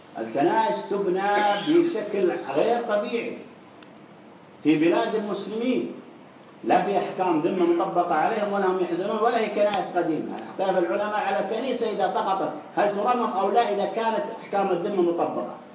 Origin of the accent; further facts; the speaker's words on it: Saudi Arabia; والإخوان المسلمين الخونة عندنا في السعودية يذهبون إلى هذه الدول